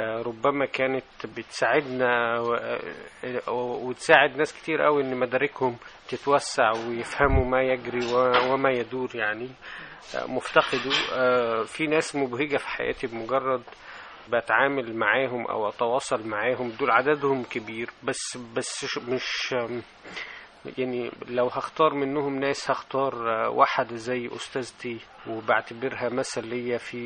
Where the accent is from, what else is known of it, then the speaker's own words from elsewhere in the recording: Shabrawin, Sharqia Governorate, Egypt; أنا تربيت في الريف في قرية اسمها الشبراوين في مركز هيهيا في محافظة الشرقية.